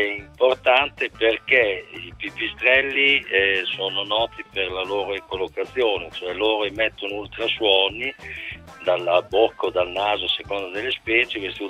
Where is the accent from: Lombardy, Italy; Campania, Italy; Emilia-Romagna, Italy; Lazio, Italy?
Emilia-Romagna, Italy; Bologna; Sono di Bologna